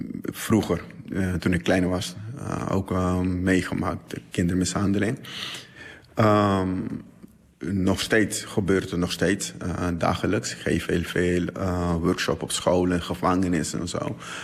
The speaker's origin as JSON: {"language": "Dutch", "country": "Curaçao", "tie": "born there", "said": "Geboren op Curaçao."}